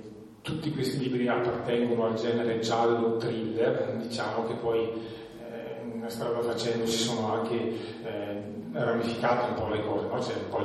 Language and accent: Italian; Trentino-Alto Adige, Italy; vengo dalla Valle di Fiemme, quindi abito vicino, abito in montagna, sono nato lì e amo vivere lì.